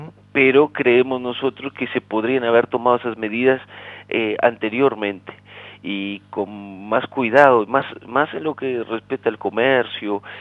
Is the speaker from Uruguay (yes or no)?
yes; Rivera, Uruguay; accent: Rivera; No es solo que tenemos acento. Aparte del acento, tenemos el dialecto, portuñol y muchas cosas más. Y la cultura riverense es muy especial, es muy particular.